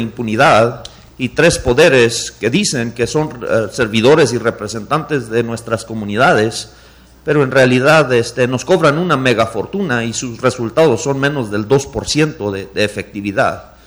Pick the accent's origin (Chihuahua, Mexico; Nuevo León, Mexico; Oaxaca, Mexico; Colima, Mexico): Chihuahua, Mexico; Yo soy del noroeste de Chihuahua